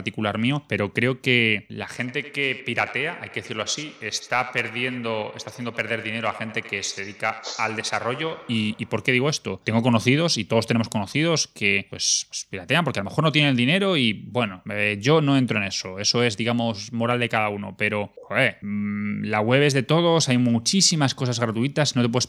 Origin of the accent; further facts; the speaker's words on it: Madrid, Community of Madrid, Spain; yo que soy de Madrid